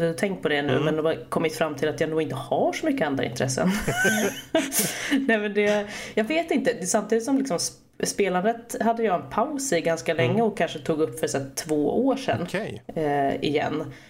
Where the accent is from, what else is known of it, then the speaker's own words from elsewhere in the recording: Stockholm, Stockholm County, Sweden; moved away as an adult; now in Gothenburg, Sweden; Jag kommer ursprungligen från Stockholm. Bodde där mina första 19 år. Och sen så fick jag för mig att jag skulle flytta. Så då flyttade jag till Göteborg.